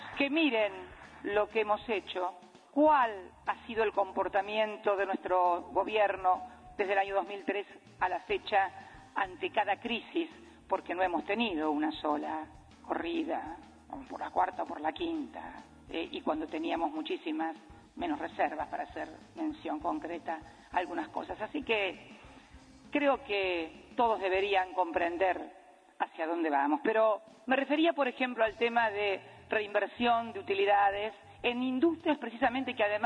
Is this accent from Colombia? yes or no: no; Argentina; Yo soy argentina, se sabe que es.